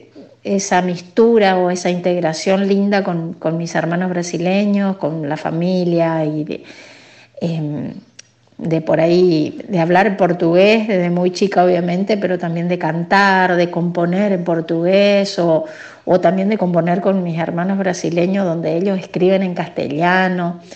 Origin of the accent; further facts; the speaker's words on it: Paso de los Libres, Corrientes, Argentina; Soy correntina, libreña, nacida ahí en frontera con uruguayana, como decimos nosotros, y lo fronterizo, pero es uruguayana, Brasil. Por parte de mi papá, la mayoría son todos brasileños